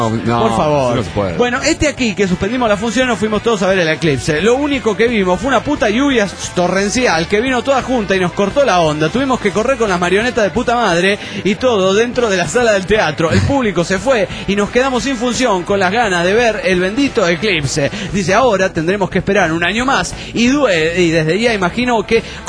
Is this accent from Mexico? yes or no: yes; Mexico City, Mexico; del DF Mexicano